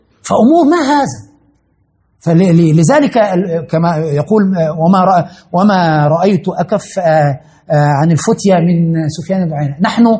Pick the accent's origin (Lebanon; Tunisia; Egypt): Egypt; عندنا في مصر مثلا أن تتزوج امرأة لابد أن تأتي بالشقة